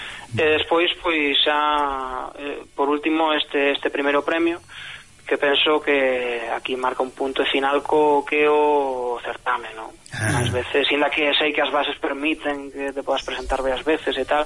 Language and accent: Galician; Galicia, Spain; moved away as an adult; also born or lived in Basque Country; now in Salt, Spain; Meus pais vivían perto de Bilbao, non en Baracaldo previamente. Pero sí, eu vivín uns anos en Euskadi e despois xa crecín en Galicia pois entre os 4 ou 5 anos e os 20 algo. Pois os 20 algo xa emigrei por unha segunda vez a Cataluña.